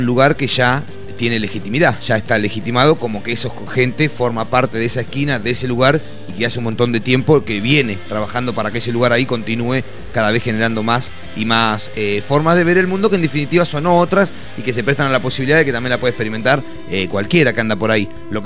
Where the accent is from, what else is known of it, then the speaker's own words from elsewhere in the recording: Necochea, Buenos Aires Province, Argentina; yo de la costa, no de Mar del Plata, igual vengo de una ciudad que tiene un mar, una playa muchísimo más grande que la Mar del Plata, sin hacer alarde de qué ciudad es cada ciudad. Yo vengo de Necochea, pero es la costa